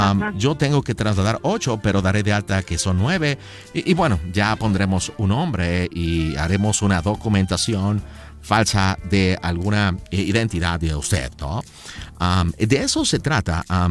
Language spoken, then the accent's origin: Spanish; United States; born there; mis padres son mexicanos, yo nací en los Estados Unidos, yo no pedí nacer en los Estados Unidos, ¿ok? Pero mis abuelos, mi familia son mexicanos.